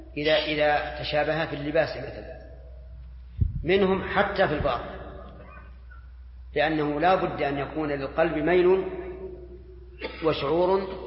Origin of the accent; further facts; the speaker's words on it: Saudi Arabia; حتى عندنا في السعودية